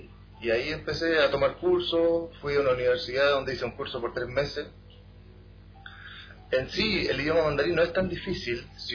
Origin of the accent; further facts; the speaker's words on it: Chile; moved away as an adult; now in Taiwan; Yo antes era de Chile y, bueno, me gusta mucho mi país